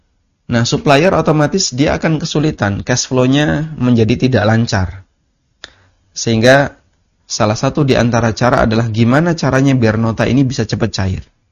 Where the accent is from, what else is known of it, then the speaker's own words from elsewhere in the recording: Lamongan, East Java, Indonesia; kejadian ini real ada di kecamatan tempat asal saya. Di daerah Lamongan ya.